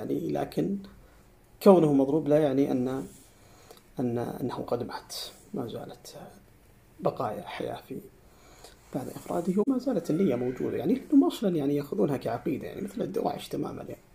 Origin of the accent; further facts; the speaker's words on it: Saudi Arabia; ما هي التيارات اللي عندنا في السعودية؟